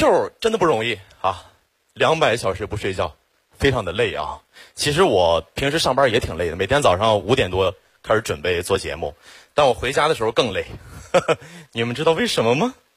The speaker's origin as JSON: {"language": "Chinese", "town": "Xiong'an", "region": "Hebei", "country": "China", "tie": "born or raised there", "said": "我真的特别的稀缺，土生土长的雄安人，从小在那长大。"}